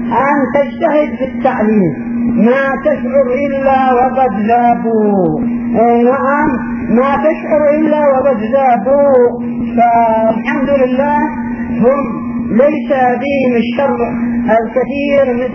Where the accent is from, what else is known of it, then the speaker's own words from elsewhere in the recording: Yemen; لكن بقي عندنا في اليمن هنا